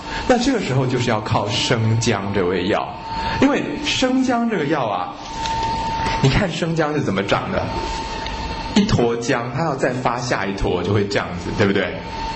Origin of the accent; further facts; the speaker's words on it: China; 而大枣在我们中国人认为是吃了之后它会能够被吸收以后入到这个心里面去